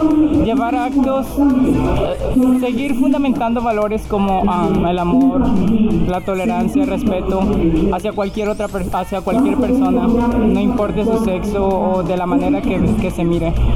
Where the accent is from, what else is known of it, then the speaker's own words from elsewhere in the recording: Guerrero, Mexico; Porque soy de Guerrero, soy de la parte de la costa y siempre me ha encantado el mar.